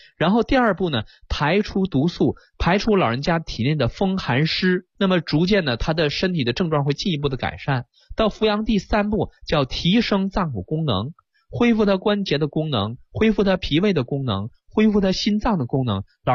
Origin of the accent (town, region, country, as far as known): China